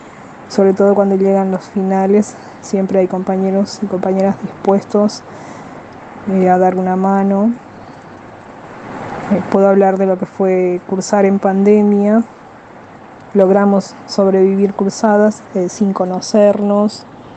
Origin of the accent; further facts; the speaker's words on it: Paraguay; now in Buenos Aires, Argentina; Soy paraguaya, hace 22 años que vivo en Buenos Aires.